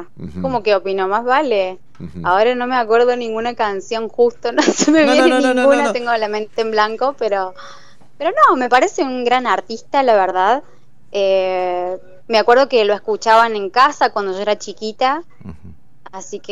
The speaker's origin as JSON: {"language": "Spanish", "region": "Córdoba", "country": "Argentina", "said": "que soy de Argentina, de Córdoba"}